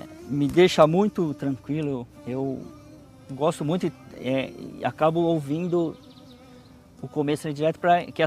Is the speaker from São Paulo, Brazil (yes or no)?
yes; São Paulo, Brazil; born there; Eu nasci em São Paulo, né? E vivi com a minha família, né?